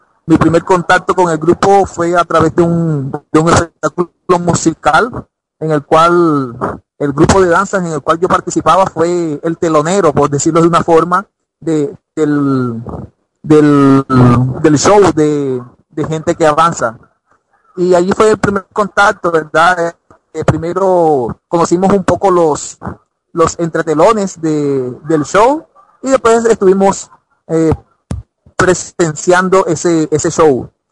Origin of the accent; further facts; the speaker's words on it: Cartagena, Bolívar, Colombia; Soy nacido y malcriado en Cartagena, Colombia, allí un hermoso punto de la Latinoamérica